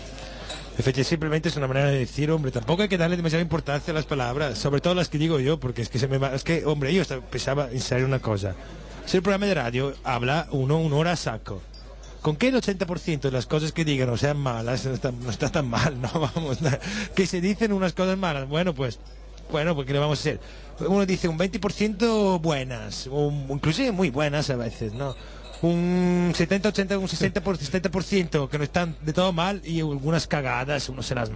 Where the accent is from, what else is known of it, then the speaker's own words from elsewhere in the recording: Treviso, Veneto, Italy; Spanish is a second language; A las ondas ahí, a todos los fiori de Treviso.